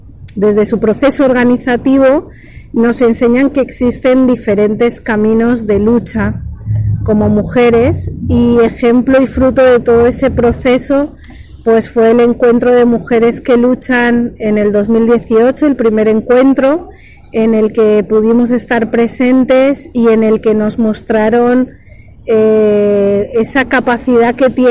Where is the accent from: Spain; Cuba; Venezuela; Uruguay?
Spain; Valencia, Valencian Community; now in Mexico; soy de Valencia, pero me reconozco adicta a México. Llegué también como Didi. Bueno, yo llegué hace 20 años a México